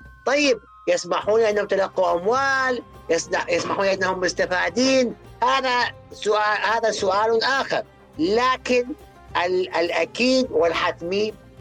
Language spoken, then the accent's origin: Arabic; Iraq; ما يسمى عندنا بالعراق الطشة